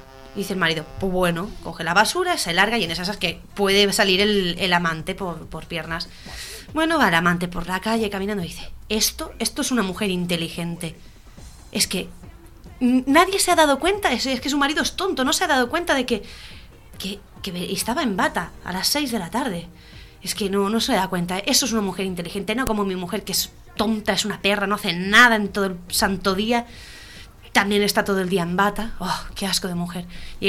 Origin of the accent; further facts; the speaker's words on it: Sant Joan Despí, Catalonia, Spain; Soy de San Juan de Espí y este caso no lo conocía.